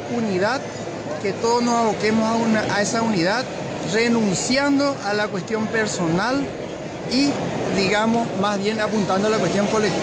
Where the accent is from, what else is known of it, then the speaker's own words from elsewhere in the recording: Paraguay; satisfacción de un gran anhelo como paraguayo